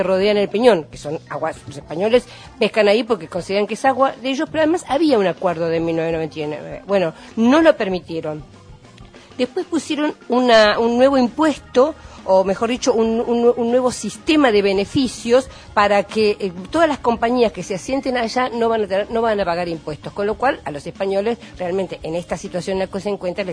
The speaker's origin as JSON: {"language": "Spanish", "country": "Argentina", "said": "somos nosotros los argentinos los que somos peleadores"}